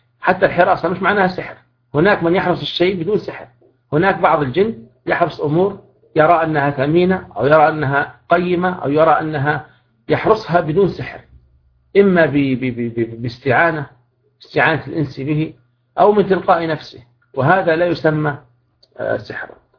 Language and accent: Arabic; Libya; الرصيدة هذه تعتبر يعني باللغة العامية الدارجة موجودة عندنا في ليبيا